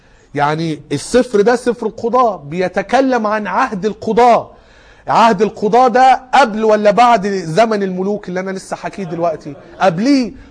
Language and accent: Arabic; Cairo, Cairo Governorate, Egypt; ايه مشهور عندنا في القاهرة لكن يمكن هنا في مطروح مش فيه